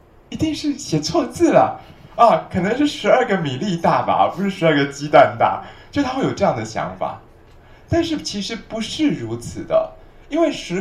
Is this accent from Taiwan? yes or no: yes; Taiwan; 所以像我们台湾人的医生啊，老医生就南方医生哈